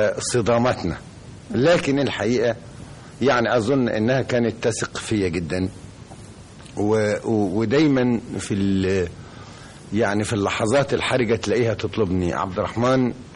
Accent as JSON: {"language": "Arabic", "region": "Upper Egypt", "country": "Egypt", "said": "وأنا صعيدي خالص"}